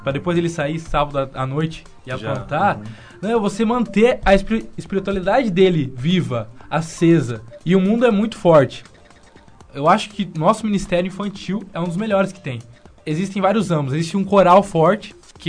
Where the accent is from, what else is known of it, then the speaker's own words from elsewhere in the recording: Curitiba, Paraná, Brazil; Eu sou de uma igreja grande, sou de Curitiba.